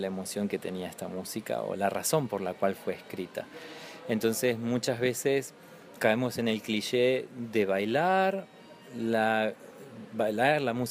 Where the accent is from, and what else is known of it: Comodoro Rivadavia, Chubut, Argentina; born or raised there